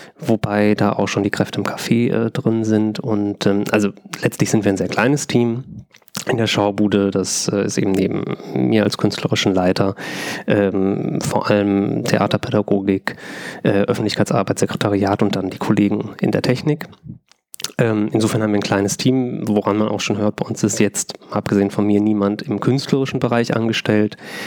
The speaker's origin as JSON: {"language": "German", "region": "North Rhine-Westphalia", "country": "Germany", "said": "Ich komme aus Westfalen, also da sagt man Figurentheater."}